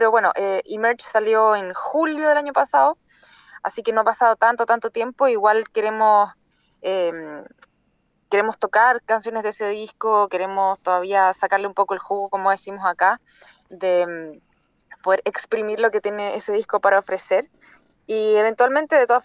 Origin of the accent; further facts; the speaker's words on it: Chile; Somos de Chile y vamos a estar tocando el 5 y 6 de mayo en Buenos Aires.